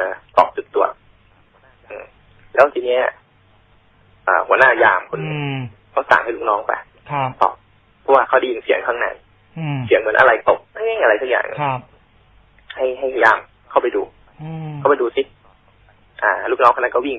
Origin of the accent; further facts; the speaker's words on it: Isan, Thailand; ผมแหละเขาก็พูดอีสานแหละ